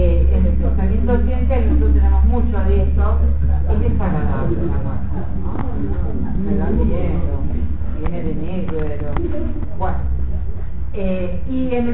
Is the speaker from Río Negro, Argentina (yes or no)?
no; Tres Algarrobos, Buenos Aires Province, Argentina; born there; Y en mi pueblo, donde yo nací, en Tres Algarrobos, en la provincia de Buenos Aires, estaban los pedacitos de la sotana